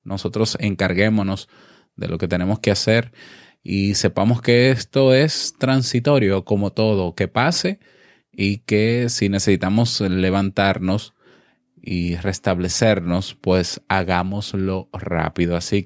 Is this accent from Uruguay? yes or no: no; Dominican Republic; un abrazo a todo mi pueblo dominicano